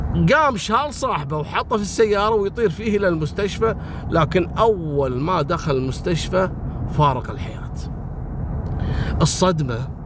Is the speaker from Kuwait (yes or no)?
yes; Kuwait; وأنا أذكر قصة في عندنا في الكويت